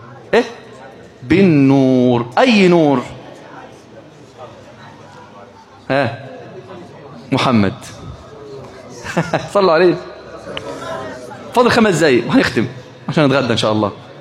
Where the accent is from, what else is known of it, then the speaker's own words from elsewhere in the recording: Egypt; طب ليه مش في مصر؟ عندنا في مصر النيل، صح ولا ايه؟